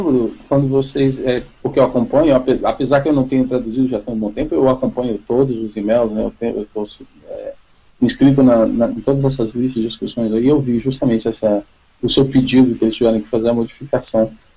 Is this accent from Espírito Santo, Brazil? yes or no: yes; Espírito Santo, Brazil; Pô, então você é capixaba, eu vim daí também.